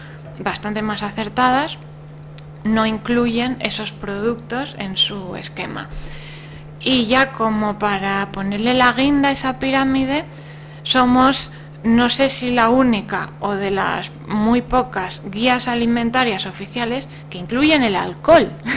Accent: Asturias, Spain; vete tú a un pueblo de Asturias, ¿no?, que es mi tierra.

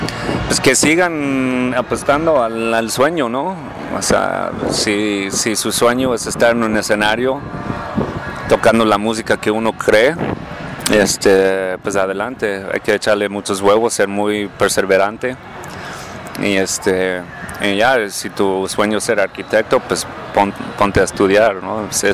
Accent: New Orleans, Louisiana, United States; also born or lived in Michigan; now in Mexico; Yo nací en Michigan. Perfecto. En Michigón y crecí en Louisiana, en Nueva Orleans, y en el 92 me fui para México.

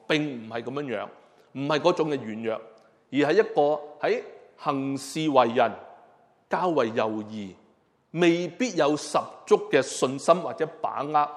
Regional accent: Hong Kong; 就像我们香港人，以前呢我们都知道很多人就是可能买鸡啊，买烧肉回来呢

